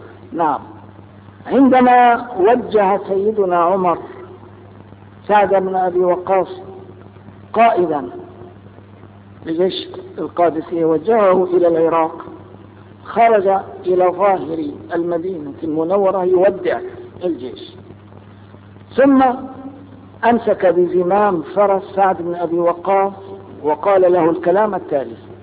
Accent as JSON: {"language": "Arabic", "country": "Palestine", "said": "هل ننتصر لحقنا هذا كفلسطينيين؟"}